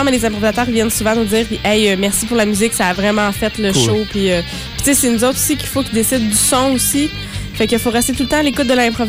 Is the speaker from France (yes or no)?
no; Trois-Rivières, Quebec, Canada; also born or lived in Ontario / Drummondville; Je viens de... Je vais pas me lancer là-dedans, mais je viens d'Ontario. C'est ça. Mais j'ai grandi à Drummondville, puis j'ai fini mon grandissement à Trois-Rivières.